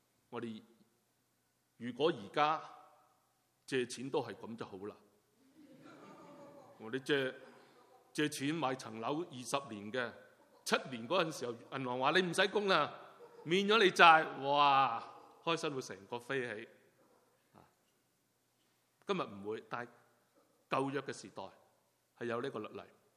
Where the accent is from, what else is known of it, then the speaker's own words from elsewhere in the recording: China; 一讲钱呢，我们中国人呢特别醒神。